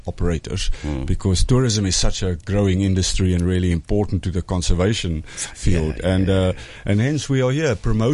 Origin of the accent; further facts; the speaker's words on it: Namibia; We come from Namibia, and we work in wildlife conservation.